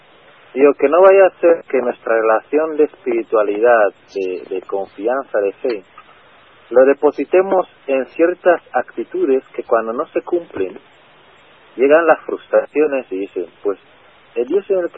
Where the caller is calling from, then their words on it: Madrid, Community of Madrid, Spain; Soy un vecino de Madrid.